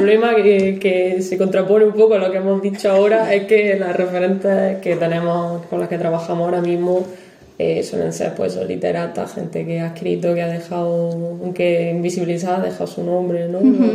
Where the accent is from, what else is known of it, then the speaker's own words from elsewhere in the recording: Cabra, Andalusia, Spain; now in Granada, Spain; yo que vengo de un pueblecillo de Córdoba, lo noto también, ¿no? Lo que yo he visto, he vivido allí en Cabra, es diferente también a lo que se aprende aquí en Granada